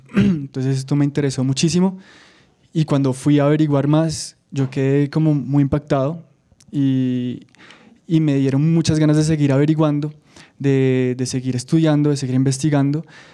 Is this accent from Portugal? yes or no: no; Bogotá, Colombia; also born or lived in France; Yo crecí en Bogotá, estudié aquí en la Universidad de los Andes, economía, luego viví en Francia, llevaba 8 años en Francia viviendo